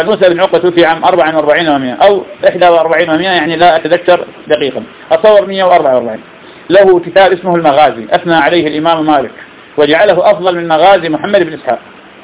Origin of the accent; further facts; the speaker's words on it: Iraq; هذا موجود عندنا في العراق